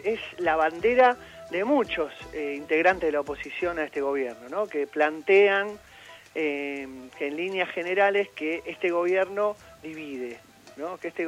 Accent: Argentina; Todos somos argentinos.

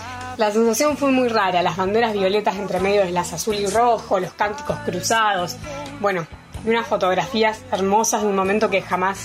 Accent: Carmen de Patagones, Buenos Aires Province, Argentina; born there; now in La Plata, Argentina; por los chiquititas. He nacido en el último pueblo de la provincia de Buenos Aires, en Carmen de Patagones.

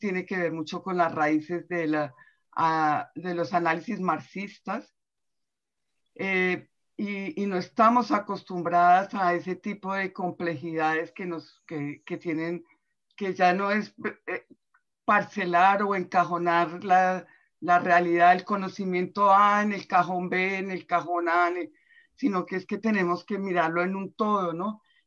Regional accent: Colombia; moved away; yo soy de Colombia y llevo 20 años viviendo aquí

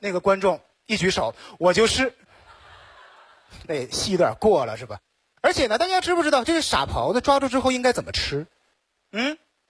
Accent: Northeast China, China; 其实呢，我感觉哈，作为东北人在咱们中国是一个弱势群体

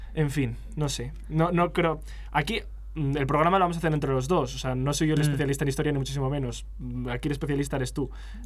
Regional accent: Valladolid, Castile and León, Spain; O sea, soy de Valladolid, así que voy a decir una cosa.

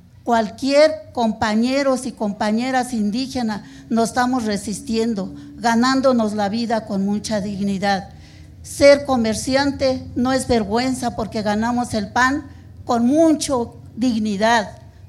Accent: State of Mexico, Mexico; now in Mexico City, Mexico; Soy del Estado de México, pero tengo muchos años de vivir en la Ciudad de México. Soy residente en la Ciudad de México.

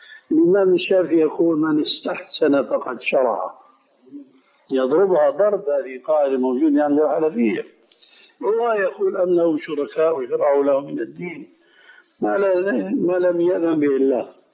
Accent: Damascus, Damascus Governorate, Syria; أنا أعرف بعض القضاة في المحاكم الشرعية عندنا في دمشق

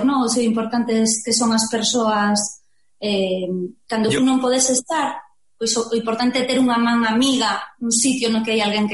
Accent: Lugo, Galicia, Spain; Mira, eu son de Lugo e hai unha rapaza que estudiamos no mesmo colexio

